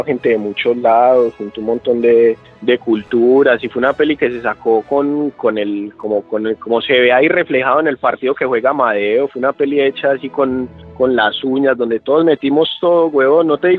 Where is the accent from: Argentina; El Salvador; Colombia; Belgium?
Colombia; Medellín, Antioquia; soy colombiano de Medellín.